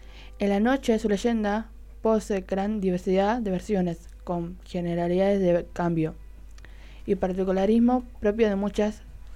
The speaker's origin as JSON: {"language": "Spanish", "region": "Buenos Aires", "country": "Argentina", "tie": "born there", "said": "O a veces mis tíos me decían … que nací en Buenos Aires, porque soy moroche, evidentemente."}